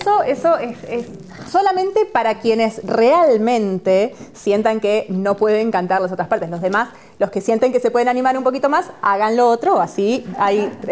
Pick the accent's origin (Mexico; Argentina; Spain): Argentina; Pero como sois españoles, la mayoría, y yo soy argentina